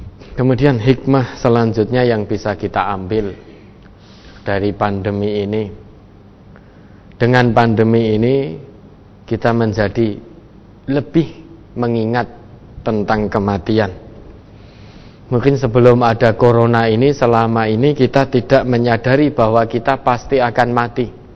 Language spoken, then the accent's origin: Indonesian; Surakarta, Central Java, Indonesia; Tidak harus saya asli Solo, matinya harus di Solo, tidak.